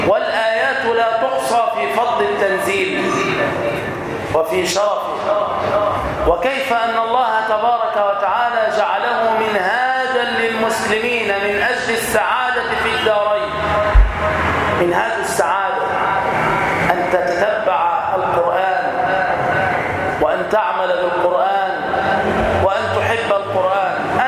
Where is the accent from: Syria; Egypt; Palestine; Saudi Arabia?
Egypt; Damietta, Damietta Governorate; في بلدتنا الطيبة في دمياط.